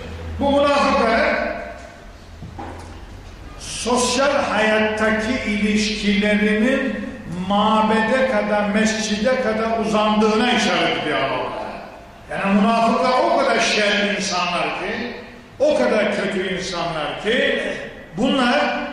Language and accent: Turkish; İkizdere, Rize, Turkey; Bu şimdi gidin bizim İkizdere'ye, benim memleketime.